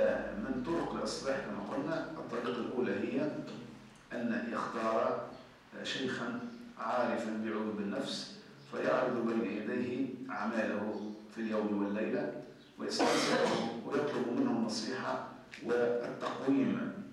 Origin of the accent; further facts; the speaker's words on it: Tunisia; يعني مثلا عندنا نحن تونسي قديم يقول لك